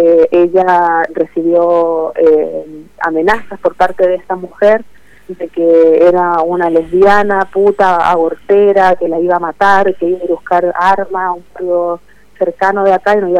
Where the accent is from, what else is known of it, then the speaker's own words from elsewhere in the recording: Chile; Que soy chilena.